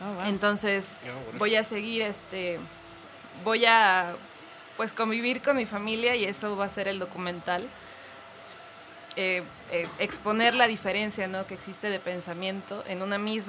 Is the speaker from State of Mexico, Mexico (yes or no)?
no; Tuxtla Gutiérrez, Chiapas, Mexico; Yo soy de Tuxtla.